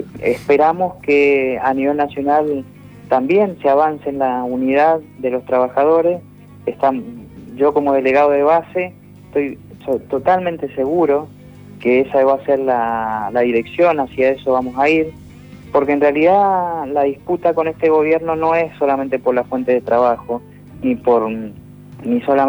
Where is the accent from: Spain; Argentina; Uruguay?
Argentina; Mendoza; Yo soy de Mendoza y pudimos en esta provincia el 4 de abril pasado realizar una marcha multitudinaria